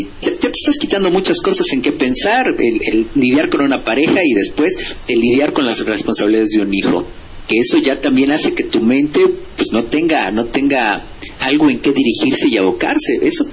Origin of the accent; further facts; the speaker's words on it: Mexico; Yo como mexicano, pues nací, soy hijo de la crisis.